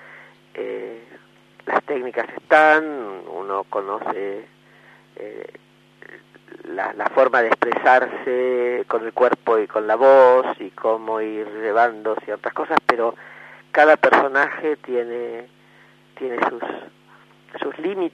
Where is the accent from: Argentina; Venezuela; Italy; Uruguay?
Argentina; nuestra historia y nuestra vida como argentinos